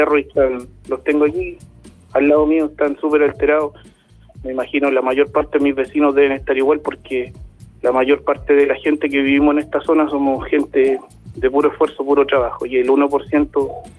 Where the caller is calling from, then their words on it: San Ramón, Santiago Metropolitan, Chile; somos de acá, de San Ramón, la población La Bandera